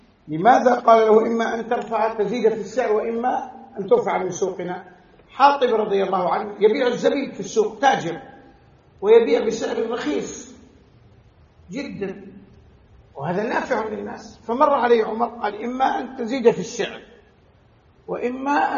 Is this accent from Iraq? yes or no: no; Saudi Arabia; يعني أضرب لكم مثل بما عندنا في البلد، عندنا في السعودية الغنم غالية جدا